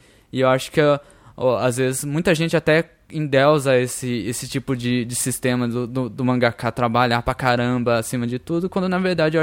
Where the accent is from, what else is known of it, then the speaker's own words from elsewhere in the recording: São Paulo, Brazil; eu sou de São Paulo e sou descendente japonês